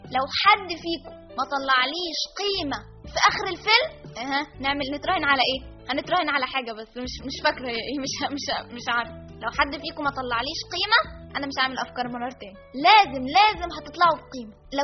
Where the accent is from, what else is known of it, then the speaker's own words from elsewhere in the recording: Egypt; طب ليه احنا كنا مشهورين كمصريين بحاجه واحده، بالترابط؟